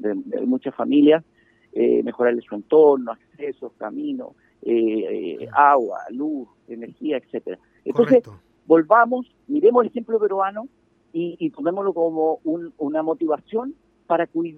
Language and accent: Spanish; Chile; que somos nosotros los chilenos